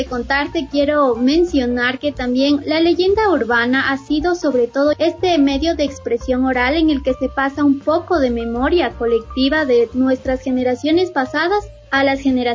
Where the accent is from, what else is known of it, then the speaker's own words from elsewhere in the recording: Riobamba, Chimborazo, Ecuador; Para contarte algo de mi ciudad natal, yo nací en Riobamba, ahí donde tenemos al hermoso Chimborazo.